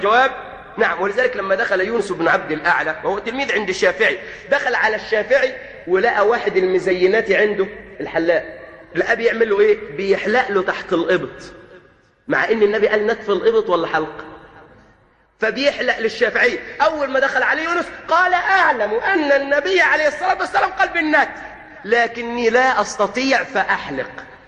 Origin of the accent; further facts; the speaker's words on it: Egypt; بعض الطبيبات هنا عندنا في مصر